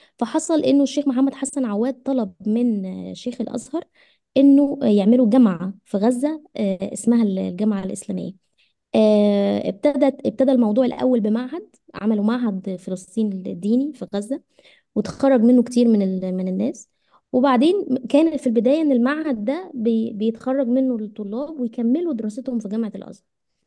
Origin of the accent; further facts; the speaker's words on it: Egypt; اللي احنا بن بن بن بنستأثر بيه نفسنا احنا كمصريين